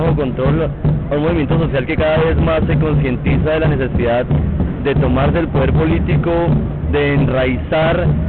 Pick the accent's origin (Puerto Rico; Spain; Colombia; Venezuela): Colombia; now in Argentina; soy colombiano. Estoy estudiando en Argentina hace ya 2 años.